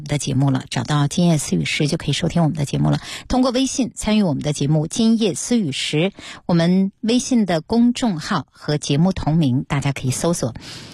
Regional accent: China; 我们中国人带孩子就是和外国人带孩子有很多的不一样哈

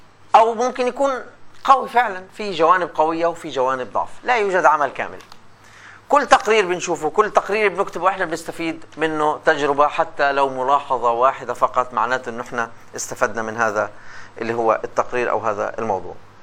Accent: Palestine; عندنا مثلا عندنا في فلسطين إذاعات لا تتجاوز معبر بيت حنون

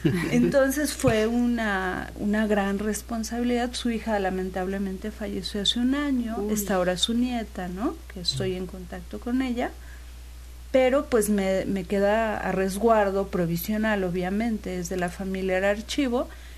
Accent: Mexico City, Mexico; Yo soy de la Ciudad de México.

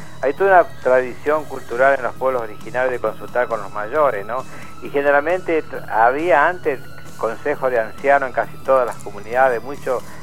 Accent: Los Toldos, Buenos Aires Province, Argentina; Soy de Los Toldos, en la provincia de Buenos Aires, la llamada tribu de Coliqueo.

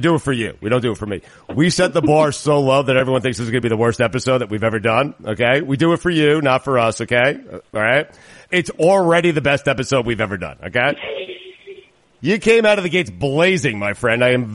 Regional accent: New York, United States; I'm a Long Island guy.

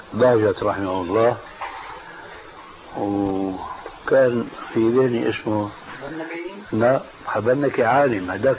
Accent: Damascus, Damascus Governorate, Syria; كان عندنا في دمشق

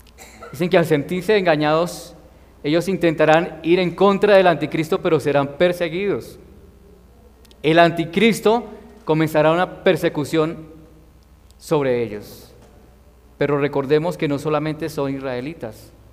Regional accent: Colombia; nosotros también como ciudadanos colombianos queremos que haya paz en nuestro país

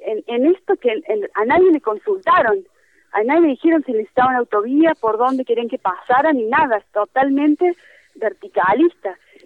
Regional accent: Córdoba, Argentina; yo particularmente soy de Córdoba Capital

